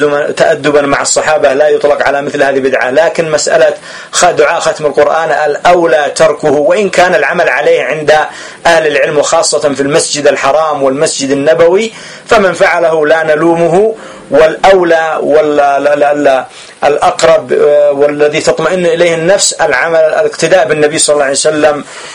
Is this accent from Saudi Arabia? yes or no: no; Yemen; هنا عندنا في اليمن يصلي 4 جمعا بتسليم تشهد وتسليم